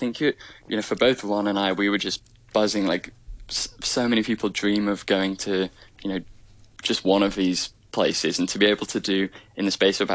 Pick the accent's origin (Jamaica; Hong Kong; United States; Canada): Hong Kong; born and raised in Hong Kong